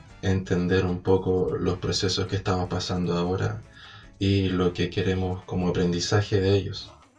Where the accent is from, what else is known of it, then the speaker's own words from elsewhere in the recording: Rancagua, O'Higgins, Chile; also born or lived in Valparaíso; soy de Rancagua, tengo 23 años. y durante los últimos 4 años estudié en Valparaíso. Ahora en el 2020 tuve que volver a Rancagua